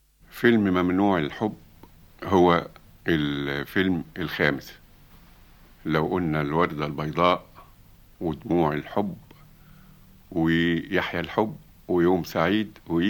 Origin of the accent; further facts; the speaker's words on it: Egypt; ده كلمة بنقولها إحنا يا مصريين